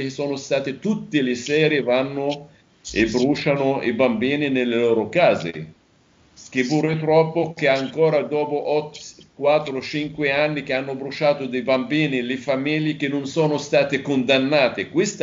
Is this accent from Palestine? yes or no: yes; Palestine; io vivo e vengo dalla Palestina, tutta la mia famiglia vive in Palestina, a Nablus.